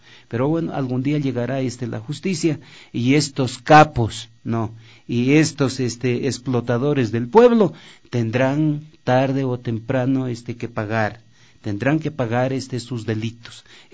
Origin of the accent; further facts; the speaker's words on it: Loja, Ecuador; Y el poquito, así llaman en mi tierra Loja, el poquito de carne que quedaba en el hueso